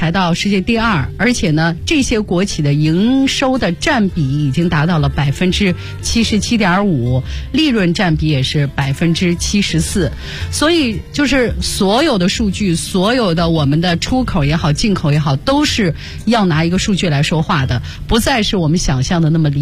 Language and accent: Chinese; Xi'an, Shaanxi, China; 我是西安人。